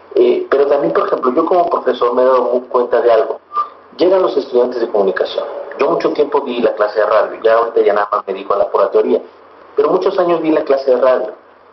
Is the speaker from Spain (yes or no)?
no; Mexico; ese reto que tenemos nosotros como sociedad mexicana